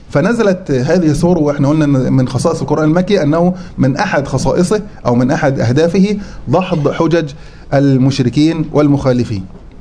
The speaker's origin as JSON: {"language": "Arabic", "country": "Egypt", "said": "احنا عندنا في مصر نقول عليه ربع"}